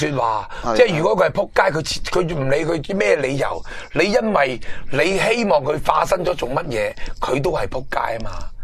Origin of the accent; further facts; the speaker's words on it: China; 我哋中国人有句物，我妈教落